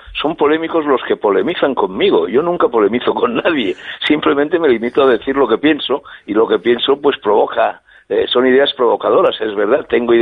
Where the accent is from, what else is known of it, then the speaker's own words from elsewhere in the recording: Spain; desde un punto de vista español aquí, en mi país